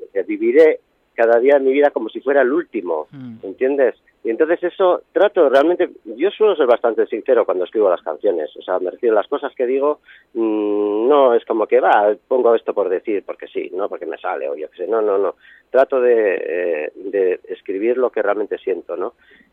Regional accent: Bilbao, Basque Country, Spain; born there; now in Ibiza, Spain; dices, bueno, soy nacido en Bilbao, pero bueno

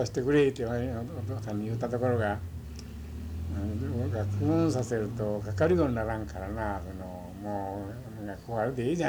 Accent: Hiroshima, Japan; 広島県朝、はい、郡でございます。

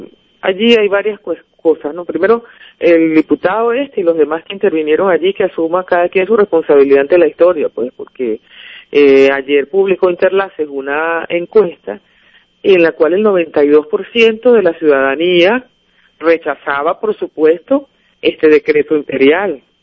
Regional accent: Venezuela; da mucho dolor como venezolano ver a esta clase política decadente

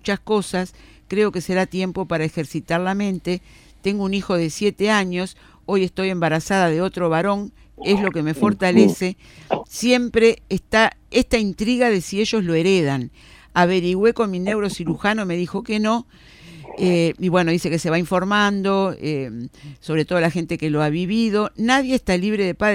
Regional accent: Uruguay; somos muchos uruguayos padeciendo la enfermedad

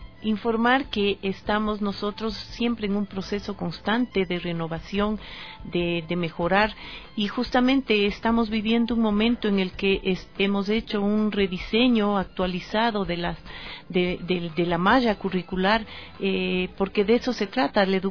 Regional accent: Ecuador; cuando yo me gradué en los Estados Unidos y regresé a ejercer en mi país, Ecuador

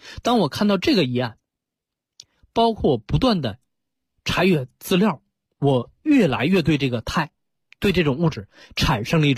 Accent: China; 就是人生下来之后是先老而后病，这是我们中国人说的很清楚的。

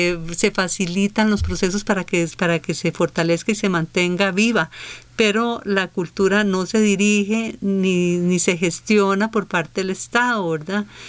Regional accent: Costa Rica; eso nos da una dimensión de ese retrato de lo que somos como costarricenses mucho más rico del que tenemos

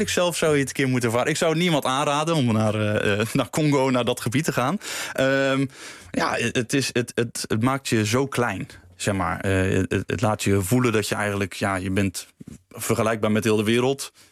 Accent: Zeeland, Netherlands; Ja, ik ben een Zeeuw, dus dat komt goed.

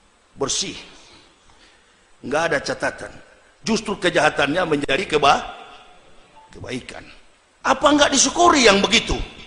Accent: Sulawesi, Indonesia; saya orang Sulawesi, begitu datang jadi saya tahu

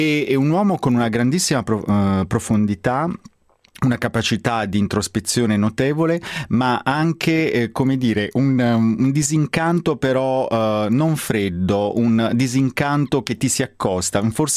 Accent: Foggia, Apulia, Italy; Diciamo anche che io sono di Foggia, appunto, perché tu di Bari, siamo pugliesi.

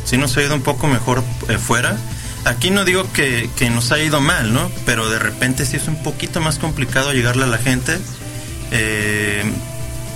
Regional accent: Guadalajara, Jalisco, Mexico; no es ningún secreto que somos los tapatíos muy exigentes

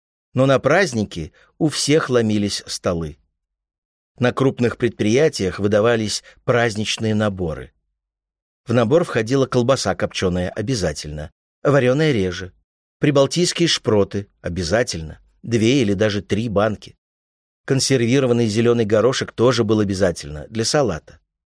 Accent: Ural, Russia; Ну, вот у нас была традиция, потому что мы с Урала, лепили всей семьей для гостей пельмени.

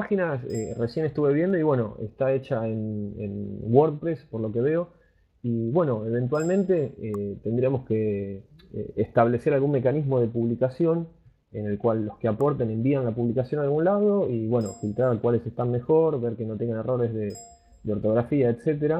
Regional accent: Argentina; accent: Argentine; por ahí mi acento de acá de Argentina suena a veces, no sé, medio violento o algo, pero es como hablamos nosotros

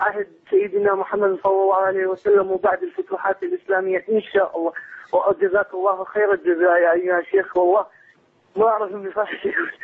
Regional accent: Iraq; من العراق

